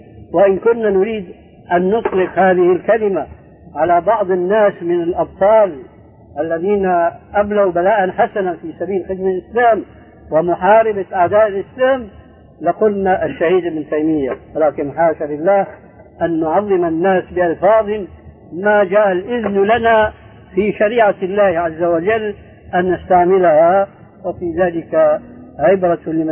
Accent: Syria; عندنا في سوريا كان شاهد قصة رجل في الحرب مع اليهود اسمه جول جمال

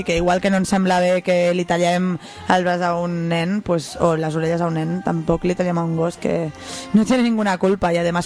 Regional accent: Esplugues de Llobregat, Catalonia, Spain; Justo ayer yo estaba en Esplugas, que es donde, bueno, mi pueblo, donde nací.

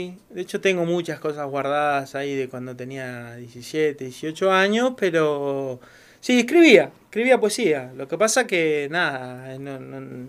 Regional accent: Bahía Blanca, Buenos Aires Province, Argentina; moved away as an adult; Nacido y criado, a los 19 años me fui. A los 18 o 19, no me acuerdo. A La Plata. Me fui a estudiar y no volví nunca más.

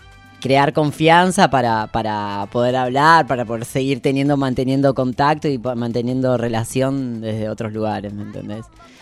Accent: Allen, Río Negro, Argentina; yo soy de todos los lugares, pero... nací en Patagonia, en Río Patagonia. Negro, Nallen.

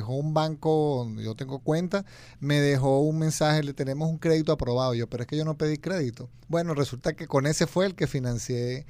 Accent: Venezuela; Estas son las mías y me fue bien con esto, siendo venezolano

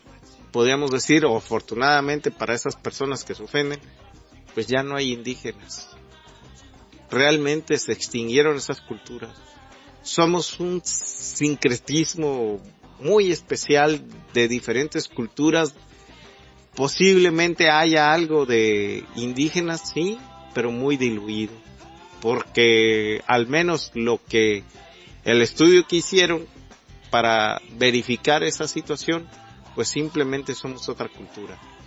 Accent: Mexico; porque creo que a veces todo el problema es que no nos logramos aceptar como mexicanos.

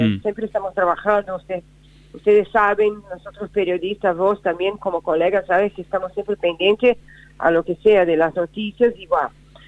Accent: Brazil; Spanish is a second language; now in Argentina; dice que ocurre en mi país. Y yo acá, viviendo en Argentina, me quedo siempre entre Brasil y Argentina

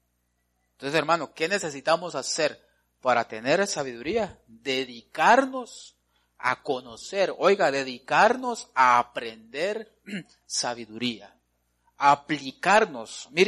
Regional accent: Guatemala; uno de los defectos, le podría decir nuestros, como latinoamericanos, como guatemaltecos, es de que no somos dedicados.

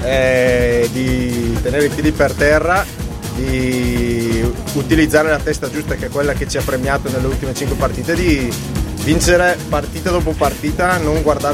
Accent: Lombardy, Italy; ho avuto la possibilità di allenare i ragazzini, come ti dicevo prima, a 7 al mio paese d'origine, che è in Valtrompia.

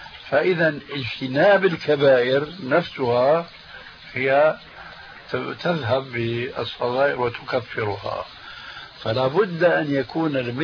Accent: Syria; وكما يقول عندنا في سوريا: نحط رجلنا بقى مي باردة

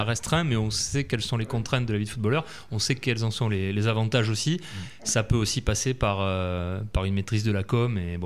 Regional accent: Lège-Cap-Ferret, Nouvelle-Aquitaine, France; Moi je suis de l'Eche Cap Ferret, j'ai grandi

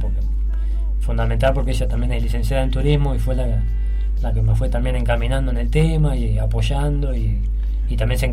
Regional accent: Mar del Plata, Buenos Aires Province, Argentina; soy de, como dice acá el compañero, soy de Mar del Plata

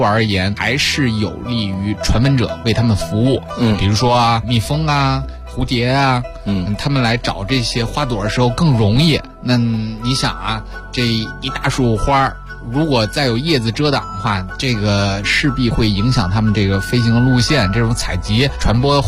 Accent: China; 虽然说我们中国人栽种迎春花，这赏玩迎春花，或者说给他写诗词歌赋，历史都可以长达一千年了。

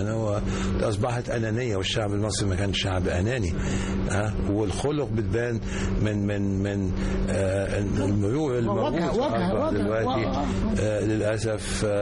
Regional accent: Egypt; نشوف خضرة كثيرة في بلادنا مصر

